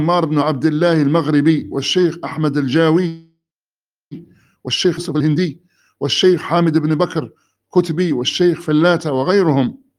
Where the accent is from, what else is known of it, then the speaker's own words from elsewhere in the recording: Medina Province, Saudi Arabia; ثم عدنا إلى بلدتنا الفقير وادي الفرع، وذلك في شهر شوال على ما أظن من عام 73,300,000، واستوطننا المدينة على ما أظن في شهر محرم أو صفر من عام 74,300,000